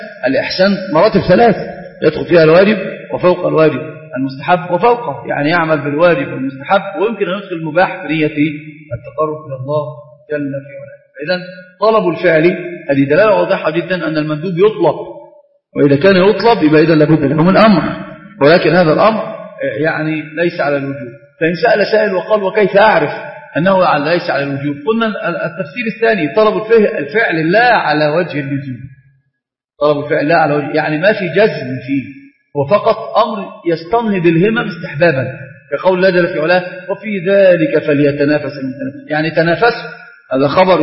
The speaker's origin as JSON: {"language": "Arabic", "country": "Egypt", "said": "حتى تجد المسألة عندنا في مصر في كثير من العادات والتقاليد المخالفة لأمور الشرع"}